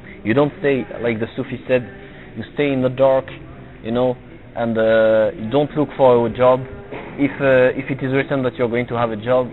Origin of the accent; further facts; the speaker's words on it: Tunisia; now in France; I'm originally from Tunisia. I'm coming from France.